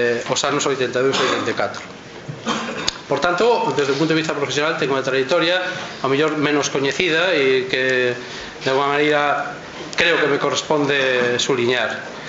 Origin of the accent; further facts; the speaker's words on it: Galicia, Spain; accent: Galician; A verdade é que con este acento galego o catalán será fatal, pero bueno.